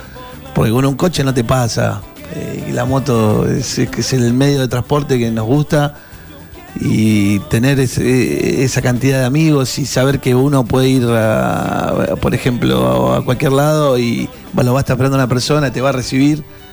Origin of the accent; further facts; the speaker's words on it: Bernal, Buenos Aires Province, Argentina; Soy de Bernal, sí, nací en Quilmes, nací.